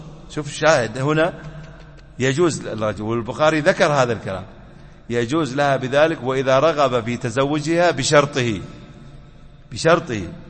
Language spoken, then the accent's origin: Arabic; United Arab Emirates; أحد المشايخ طلبة العلم عندنا في الإمارات